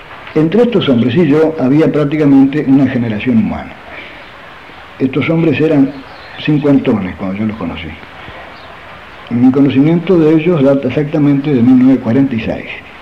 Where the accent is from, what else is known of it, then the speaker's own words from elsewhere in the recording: Mercedes, Buenos Aires Province, Argentina; Esos incidentes ocurrieron en Mercedes, yo soy de Mercedes.